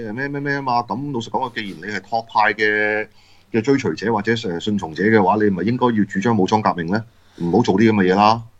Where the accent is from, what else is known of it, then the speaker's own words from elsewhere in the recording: Hong Kong; 譴責嘅就話係話我哋香港人雙女不知母惡行喎